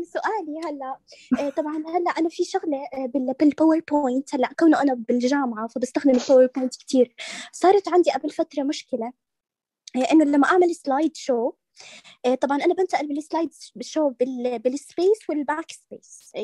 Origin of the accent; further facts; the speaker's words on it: Jordan; ولا انا من الاردن طبعا.